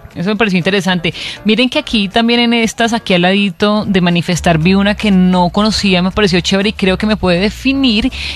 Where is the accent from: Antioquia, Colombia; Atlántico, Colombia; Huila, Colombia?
Antioquia, Colombia; Lo que pasa es que como buena paisa